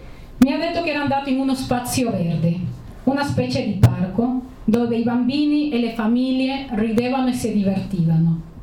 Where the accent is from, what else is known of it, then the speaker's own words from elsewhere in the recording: Trentino-Alto Adige, Italy; parte delle sfide della mia vita come altoatesina